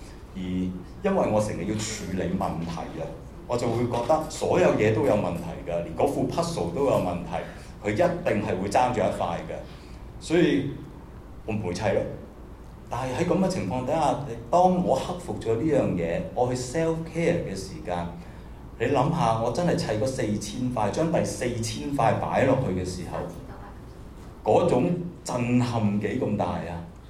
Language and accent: Cantonese; China; 我哋中國人可能都好多時候會講啲嘢